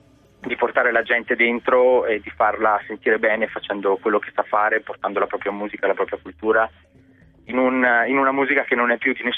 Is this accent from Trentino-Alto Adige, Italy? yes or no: yes; Trento, Trentino-Alto Adige, Italy; io sono di Trento